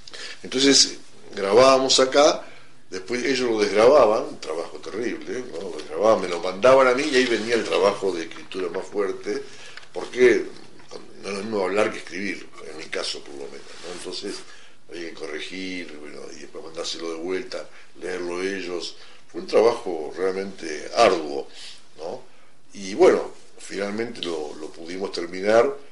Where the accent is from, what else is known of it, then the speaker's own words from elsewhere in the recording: Entre Ríos, Argentina; born there; moved away; mi padre me trae de Entre Ríos, yo nací en Entre Ríos, ¿no es cierto?, a Buenos Aires porque se fue a trabajar con Perón.